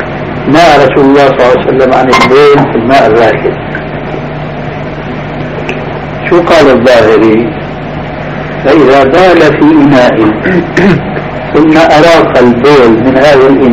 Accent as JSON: {"language": "Arabic", "town": "Damascus", "region": "Damascus Governorate", "country": "Syria", "said": "مرة صاحبني شاب دمشقي مثلي"}